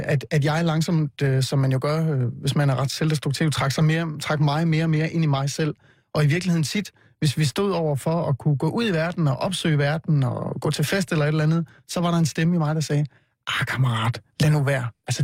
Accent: Vejle, Region of Southern Denmark, Denmark; Jeg kommer jo fra Vejle, hvor jeg voksede op

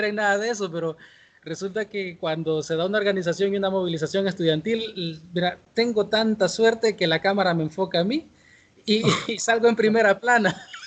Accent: San Salvador, El Salvador; Mi experiencia de escuela fue en el pueblo de donde soy originario, que estoy a 20 minutos de la capital, de San Salvador. Eso es al

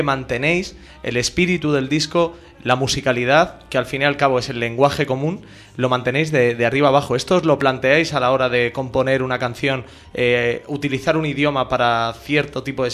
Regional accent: Spain; Soy español, entiendo bien el español. El inglés más o menos lo puedo llegar a entender, el italiano y tal. Pero el portugués no tengo prácticamente ni idea.

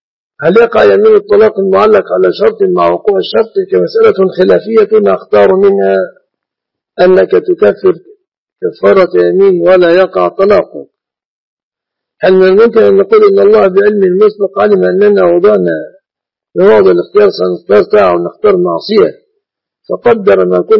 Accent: Egypt; شبكة العروس في بلادنا مصر من المهر إلا إذا نص على غير ذلك.

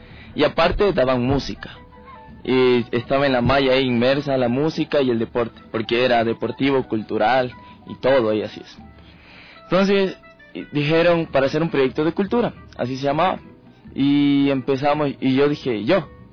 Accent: Esmeraldas, Ecuador; soy de Esmeraldas.

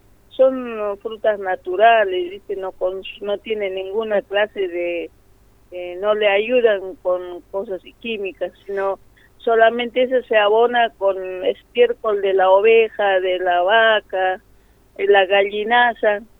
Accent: La Paz, Bolivia; A mi pueblo cuando llego es... primero es cosechar el maíz blanco, porque allá el maíz son más grandes.

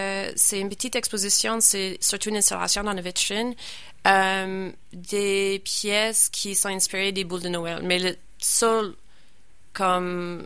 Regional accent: Nova Scotia, Canada; Je prends une petite pause pour retourner chez nous, au Nouvelle-Écosse, vers le début de janvier.

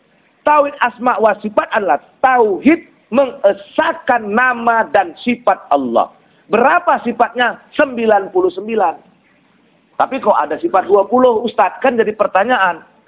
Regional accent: Kuala Tanjung, North Sumatra, Indonesia; Tapi jangan muncul fanatisme seperti di kampung saya di Kuala Tanjung.

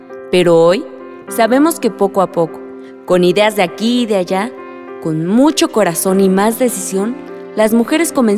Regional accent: Yucunino, Oaxaca, Mexico; en Yucunino, Cerro Alto, mi pueblo

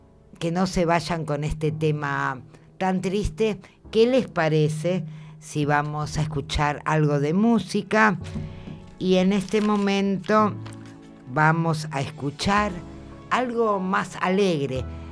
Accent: Argentina; Ya sé, somos argentinos

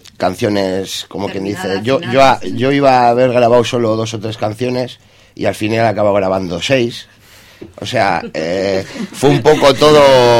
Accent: Barakaldo, Basque Country, Spain; Somos de Baracaldo. Somos una cuadrilla de amigos.

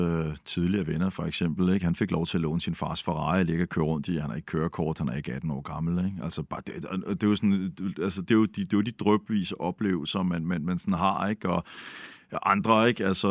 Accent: Bagsværd, Capital Region of Denmark, Denmark; jeg er jo fra Bagsvær og vokset op i sådan en akademikerfamilie.

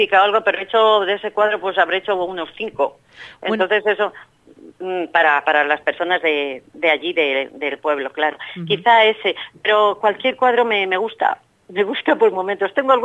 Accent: Gallegos de Hornija, Castile and León, Spain; moved away as an adult; now in Madrid, Spain; Yo llevo muchos años en Madrid, pero nací y viví toda mi niñez y toda parte de mi juventud, hasta los 20 años quizás, en un pueblo muy pequeñito de la provincia de Valladolid, se llama Gallegos de Urnija.

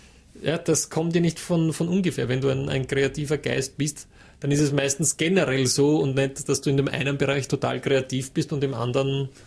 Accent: Hollabrunn, Lower Austria, Austria; Ich komme aus Hollerbrunn ursprünglich.

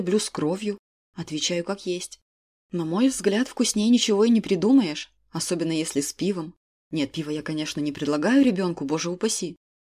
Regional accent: Moscow, Russia; я тот редкий москвич, кто с огромным удовольствием лишний раз посмотрит на храм Василия Блаженного, несмотря на то, что в детстве меня постоянно сюда таскали.

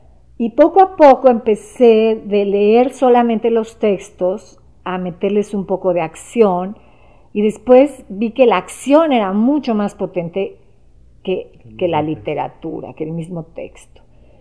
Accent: Mexico; born there; nací aquí en México

